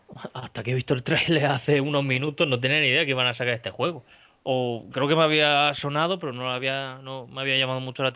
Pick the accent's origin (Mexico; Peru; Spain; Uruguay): Spain; que todos los que somos españoles ya sabemos de qué va la cosa